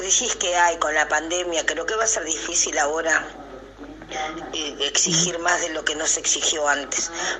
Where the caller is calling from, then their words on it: Las Piedras, Canelones, Uruguay; acá en Las Piedras.